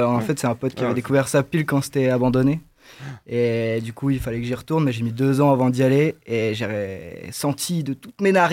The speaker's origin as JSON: {"language": "French", "town": "Marcq-en-Barœul", "region": "Hauts-de-France", "country": "France", "said": "Moi je suis de Marc-en-Barœul, j'aime bien aller à Marc-en-Barœul."}